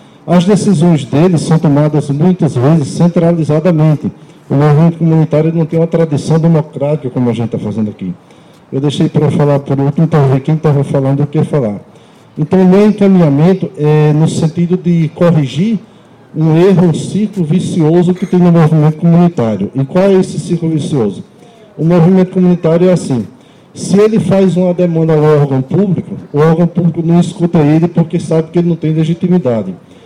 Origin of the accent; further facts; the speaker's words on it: Northeast Region, Brazil; now in Cachoeira do Sul, Brazil; meu sotaque é um pouco diferente. Eu sou nordestino e atuo aqui no movimento comunitário. Em razão de fazer 13 anos que eu moro aqui na cidade de Cachoeira do Sul